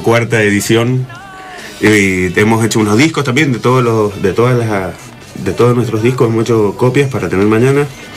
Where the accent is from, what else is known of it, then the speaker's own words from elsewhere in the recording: Mendoza, Argentina; esta es mi primera nota como artista mendocino.